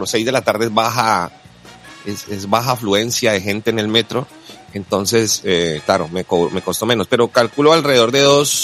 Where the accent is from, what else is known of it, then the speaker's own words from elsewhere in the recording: Cali, Valle del Cauca, Colombia; Bueno, yo soy caleño, ¿no? Recuerden que en Cali a veces pasaba de que el bus se varaba.